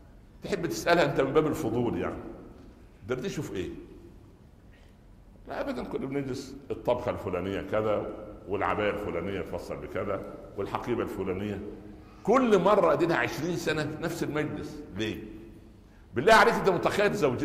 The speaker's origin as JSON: {"language": "Arabic", "region": "Upper Egypt", "country": "Egypt", "said": "في مثل عندنا في الصعيد زمان يقول الضرة مرة ولو كانت جرة"}